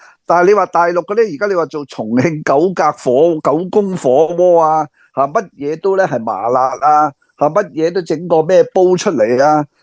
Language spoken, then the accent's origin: Cantonese; Hong Kong; 我哋细个喺香港未听过有一样嘢叫预制菜啊，